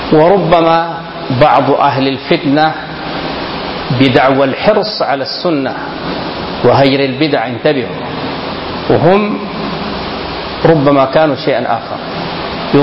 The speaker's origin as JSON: {"language": "Arabic", "country": "Sudan", "said": "فالقوم أثروا في كثير من الناس هنا في بلدنا السودان"}